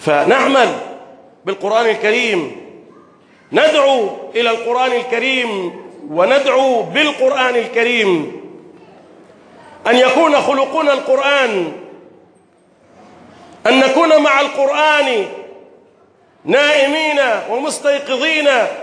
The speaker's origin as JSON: {"language": "Arabic", "country": "Egypt", "said": "بلدنا مصر"}